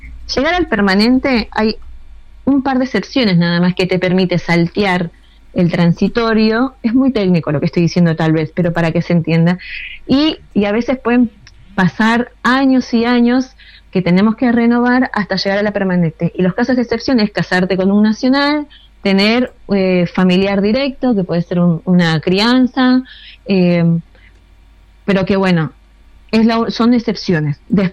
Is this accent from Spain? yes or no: no; Bolivia; mi carnet de boliviana y quiero entrar a la Argentina